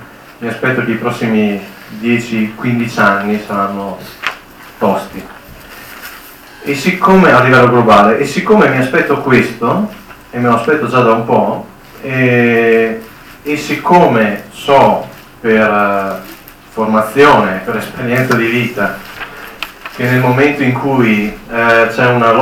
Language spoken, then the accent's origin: Italian; Trentino-Alto Adige, Italy; Perché sono trentino e serviva qualcuno del luogo.